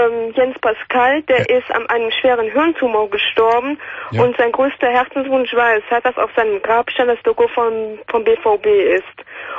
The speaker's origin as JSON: {"language": "German", "town": "Eschweiler", "region": "North Rhine-Westphalia", "country": "Germany", "said": "Nee, ich komme aus Aachen."}